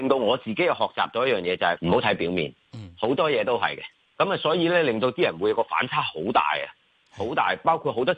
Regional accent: China; 我哋中国人传统就系百行孝为先

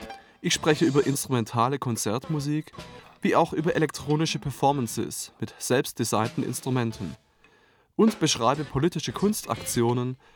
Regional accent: Baden-Württemberg, Germany; now in Berlin, Germany; Ich bin Komponist, geboren 1980 und aufgewachsen in der Stuttgarter Umgebung. Ich lebe seit einigen Jahren in Berlin

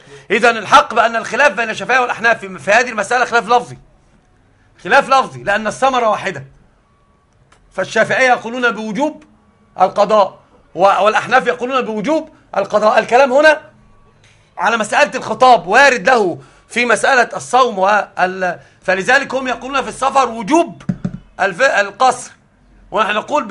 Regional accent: Alexandria, Alexandria Governorate, Egypt; الأصل أنا صعيدي أصالة، وطبعا أنا ما أعرفش حاجة عن الصعيد. أنا أصل كل شيء حياتي كلها في الإسكندرية

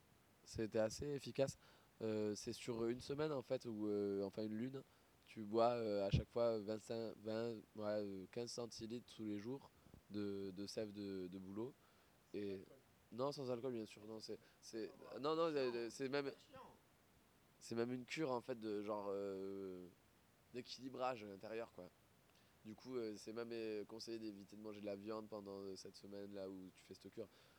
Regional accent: Occitanie, France; je viens de la vallée du Tarn, dans les hautes Cévenoles.

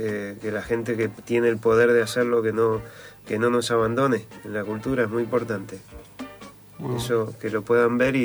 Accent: Buenos Aires, Argentina; born there; me preguntabas dónde yo había nacido, y nací en Villa Urquiza, lugar que amo profundamente.

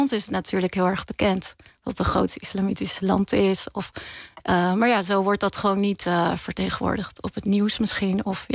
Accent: Ridderkerk, South Holland, Netherlands; Ik ben opgegroeid in Ridderkerk. En wij zijn, je hebt twee dorpen in Nederland die islamitisch Molukse vertegenwoordigen in die zin.

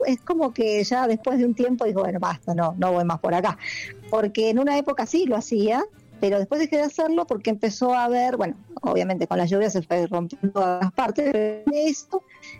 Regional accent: Argentina; siendo argentinos que no respetamos nada

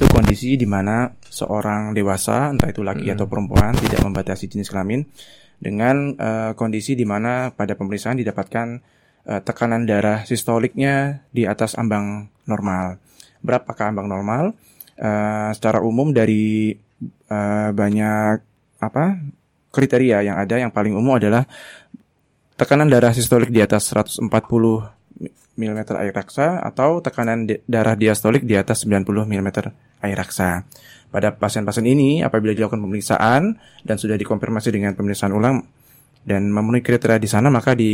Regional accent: Mempawah, West Kalimantan, Indonesia; now in Yogyakarta, Indonesia; Kalau saya asli dari Kalbar, Kabupaten Mempawa. Kebetulan di Jogja sedang ada kegiatan di sini, pelatihan selama 6 bulan. Dan sementara ini domisili di daerah Deresan.

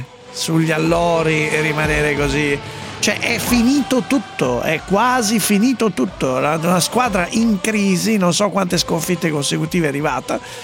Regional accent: Sesto San Giovanni, Lombardy, Italy; L'ho detto varie volte. Io sono di Sesto San Giovanni

